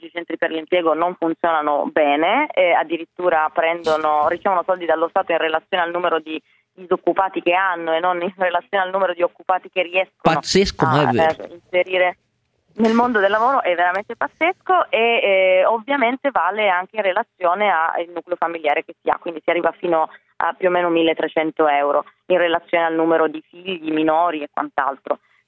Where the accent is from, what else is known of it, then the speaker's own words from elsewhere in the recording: Piedmont, Italy; Tra l'altro io vengo da una regione come quella piemontese, del Piemonte, io sono piemontese